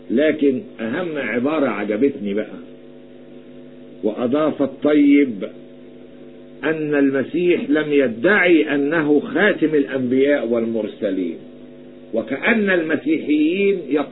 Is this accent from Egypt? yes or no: yes; Egypt; أنا أتحدث كمصري يعلم الرب، لا أتحدث كمسيحي،